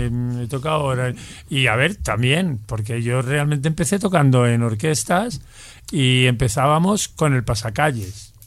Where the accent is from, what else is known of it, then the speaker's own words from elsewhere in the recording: Bembibre, Castile and León, Spain; Porque soy de Bembibre, nativa.